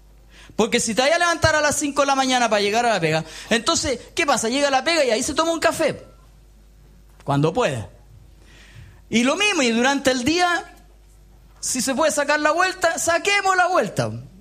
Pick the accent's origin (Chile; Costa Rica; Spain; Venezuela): Chile; ¿qué podemos decir que como chileno medio somos felices?